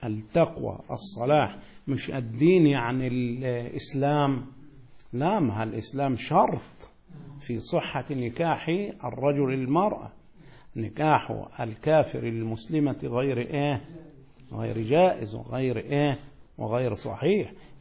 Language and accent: Arabic; Egypt; أنت قزقي وأنا مصري